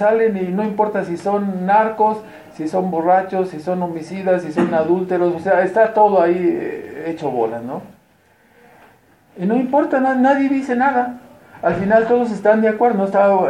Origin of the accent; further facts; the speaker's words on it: Mexico; porque todos tenemos raíces católicas, venimos de allá, nuestras familias somos mexicanos, hermanos, o sea, no somos de Gringolandia